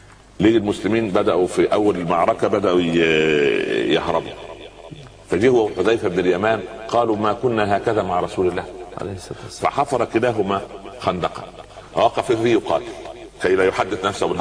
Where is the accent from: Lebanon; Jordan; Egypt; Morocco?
Egypt; Upper Egypt; يقول عندنا في الصعيد على القدر برمة